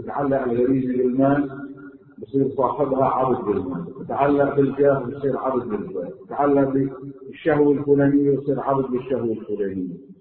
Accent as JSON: {"language": "Arabic", "country": "Lebanon", "said": "وبعد في مطارح عندنا بلبنان مي ما فيها"}